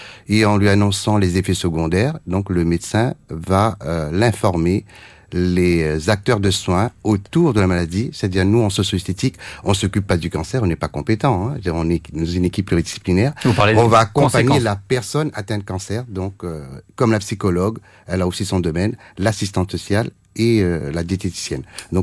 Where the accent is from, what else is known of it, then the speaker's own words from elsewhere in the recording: Réunion; moved away; en tant que réunionnais, donc revenir dans mon île natale au bout de 30 ans